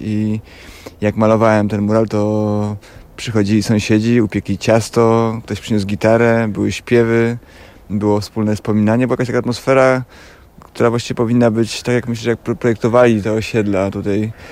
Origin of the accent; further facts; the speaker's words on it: Warsaw, Masovian Voivodeship, Poland; ja mieszkam na Żoliborzu od urodzenia właściwie prawie.